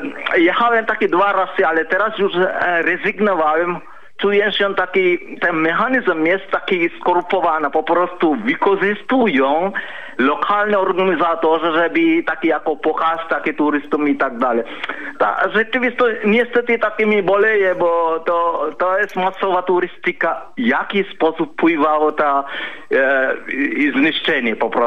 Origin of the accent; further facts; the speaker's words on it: Sri Lanka; Polish is a second language; now in Poland; ja pochodzę ze Sri Lanki, ale mieszkam prawie takie 20 lat w Polsce